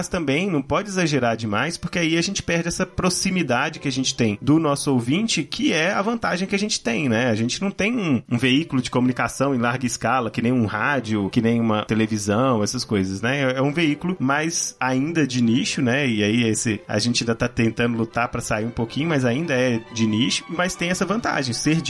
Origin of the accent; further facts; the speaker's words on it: Minas Gerais, Brazil; Ninguém vai perceber que a gente é mineiro.